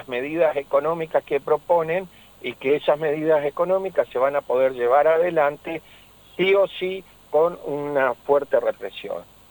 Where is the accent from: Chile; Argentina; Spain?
Argentina; ¿esto qué nos implica a nosotros como ciudadanos argentinos?